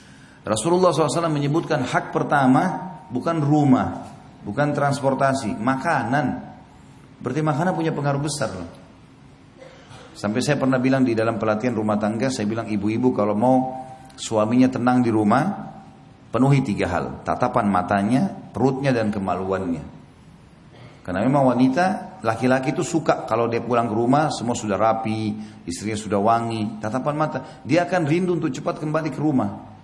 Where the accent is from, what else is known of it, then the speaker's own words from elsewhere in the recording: Indonesia; Kita ini orang Melayu, orang Indonesia.